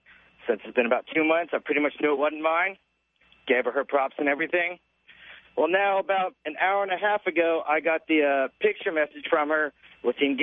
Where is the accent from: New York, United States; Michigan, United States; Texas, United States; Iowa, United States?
Texas, United States; Dallas; I'm from Dallas.